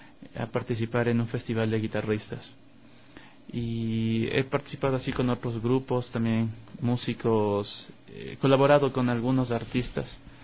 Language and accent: Spanish; Quito, Pichincha, Ecuador; born there; nací en Quito. Vengo de una familia que no son músicos, pero sí han estado vinculados un poco con el arte.